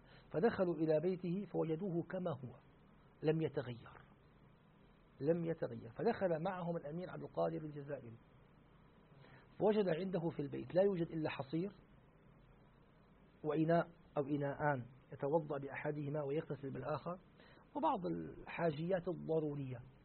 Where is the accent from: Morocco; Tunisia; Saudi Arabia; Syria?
Syria; مرة عندنا في الشام فعلوا حفلة احتفال جمعوا فيه قراء دمشق